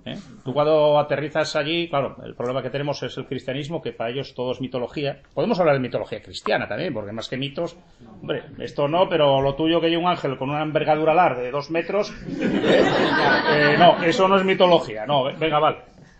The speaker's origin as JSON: {"language": "Spanish", "town": "Gijón", "region": "Asturias", "country": "Spain", "tie": "born there", "said": "nací en Sixón, pero la familia mía es toda de Salas, de Grau y Tineu. Y tuve la suerte de tener una pata en un lado y otra en otro."}